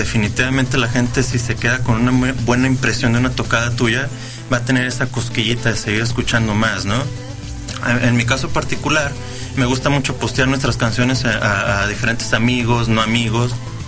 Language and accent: Spanish; Guadalajara, Jalisco, Mexico; no es ningún secreto que somos los tapatíos muy exigentes